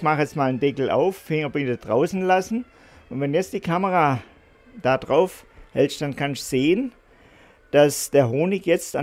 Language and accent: German; Baden-Württemberg, Germany; weil ich komme aus dem Schwarzwald